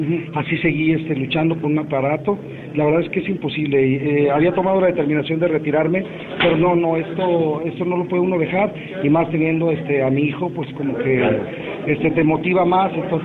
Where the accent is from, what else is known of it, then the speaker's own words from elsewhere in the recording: Guadalajara, Jalisco, Mexico; also born or lived in Tijuana; yo soy de Tijuana, pero yo me crié aquí en Guadalajara